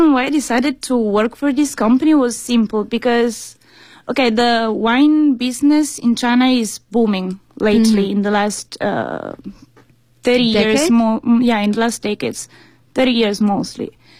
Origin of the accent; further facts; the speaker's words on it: Italy; I'm from Italy.